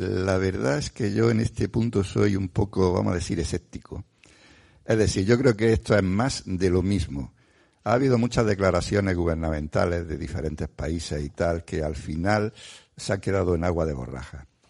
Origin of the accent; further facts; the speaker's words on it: Granada, Andalusia, Spain; Pues yo voy a tirar para mi tierra, para Granada.